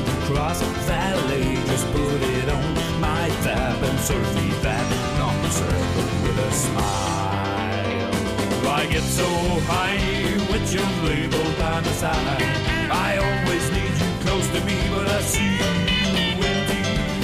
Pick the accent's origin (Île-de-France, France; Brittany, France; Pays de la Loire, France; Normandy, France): Île-de-France, France; Paris; Paris, c'est une atmosphère un peu spéciale. Moi, ça va, je suis né ici, je suis parisien, donc...